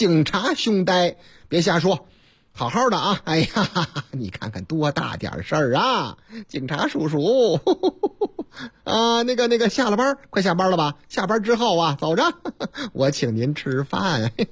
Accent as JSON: {"language": "Chinese", "town": "Zhengzhou", "region": "Henan", "country": "China", "tie": "born or raised there", "said": "您听这个口音还听不出来吗？我老家河南郑州，啊，不是我那个唯一的老家，哎，我老家多"}